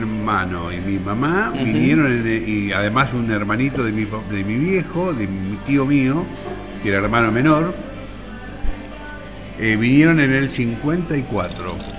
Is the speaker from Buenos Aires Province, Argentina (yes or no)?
yes; Berisso, Buenos Aires Province, Argentina; Sí, nací en Berisso.